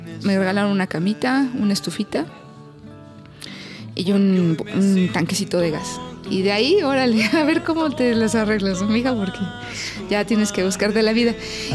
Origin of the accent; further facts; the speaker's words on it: Toluca, State of Mexico, Mexico; now in Mexico City, Mexico; Mira, yo soy del Estado de México. Viví casi toda mi vida en Toluca, pero me vine a radicar a aquí al DF, pues buscando una oportunidad para cantar. Y 16 años anduve por acá rolando.